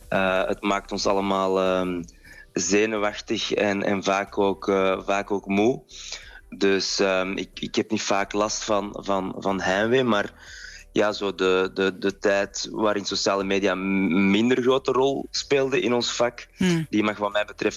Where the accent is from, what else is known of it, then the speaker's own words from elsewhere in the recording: Flanders, Belgium; Voor mij als jonge Vlaamse politicus was dat een ontdekking.